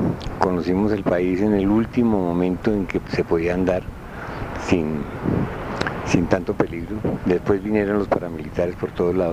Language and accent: Spanish; Bogotá, Colombia; born there; Yo nací en Bogotá.